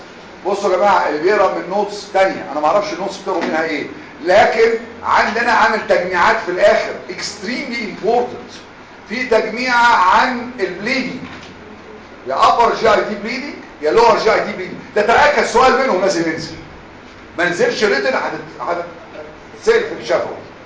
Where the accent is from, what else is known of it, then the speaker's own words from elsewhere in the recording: Egypt; بالرغم احسن ناس عندنا في مصر